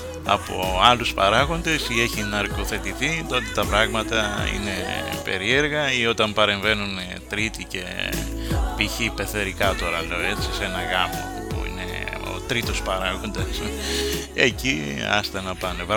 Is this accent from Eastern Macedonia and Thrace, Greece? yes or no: yes; Xanthi, Eastern Macedonia and Thrace, Greece; κοίταζα από την πατρίδα μου, την ιδιαίτερη, την Ξάντη